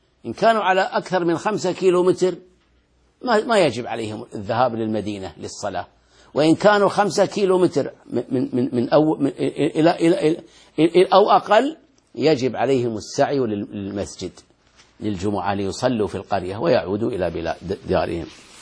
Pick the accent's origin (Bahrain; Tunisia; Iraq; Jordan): Bahrain; أنا شاهدته وأنا صغير آتيه في البحرين في المسجد الذي بجوار بيتي